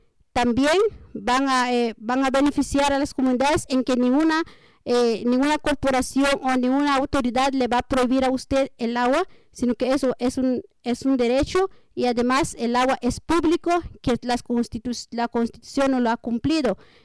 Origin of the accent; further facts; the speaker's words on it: San Pedro La Laguna, Sololá, Guatemala; De San Pedro La Laguna, Sololá.